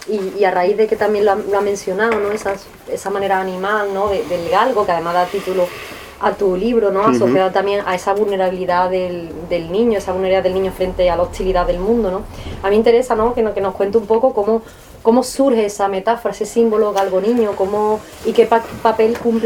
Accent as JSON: {"language": "Spanish", "town": "Marchena", "region": "Andalusia", "country": "Spain", "said": "yo soy de Marchena y en Marchena también"}